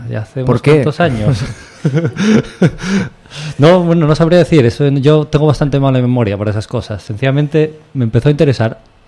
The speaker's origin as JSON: {"language": "Spanish", "town": "Gijón", "region": "Asturias", "country": "Spain", "tie": "born there", "lives_now": "Quintueles, Spain", "said": "En Gijón, exactamente. Aunque ahora vivo en Quintueles, Villa Viciosa. Ya no Gijón, pero bueno."}